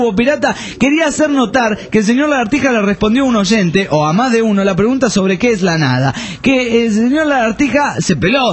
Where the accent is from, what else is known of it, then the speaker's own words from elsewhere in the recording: Colombia; Y soy de Colombia.